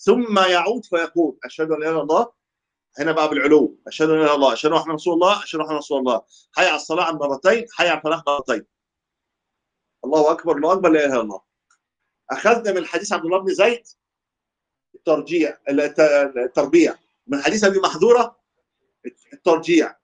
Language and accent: Arabic; Egypt; وفي عندها في ناس لا تاتي بالتثويب حتى كمان، بس طبعا مش عندنا في مصر